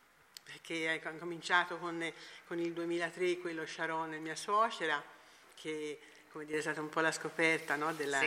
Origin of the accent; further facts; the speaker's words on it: Amman, Amman Governorate, Jordan; Italian is a second language; E per me, sono cresciuta in Amman, sempre sentito da questa casa.